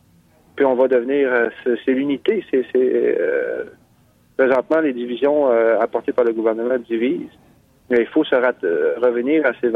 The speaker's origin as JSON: {"language": "French", "town": "Mashteuiatsh", "region": "Quebec", "country": "Canada", "said": "On vient de Machtéouillat."}